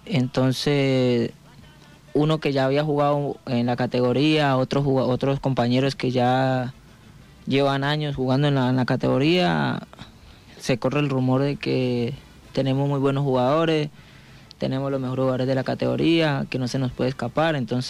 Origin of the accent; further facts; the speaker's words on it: Palmira, Valle del Cauca, Colombia; now in Argentina; Yo soy de Palmira, Valle. Es una ciudad que queda cerca de Cali, nos separa un río más que nada, entonces soy de ahí.